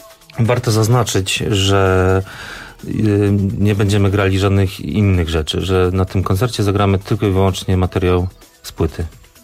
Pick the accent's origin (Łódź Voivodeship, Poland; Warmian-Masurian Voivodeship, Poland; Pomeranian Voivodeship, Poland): Pomeranian Voivodeship, Poland; Gdańsk; now in Warsaw, Poland; ja jestem gdańszczaninem, ale pomieszkuję już parę lat w Warszawie.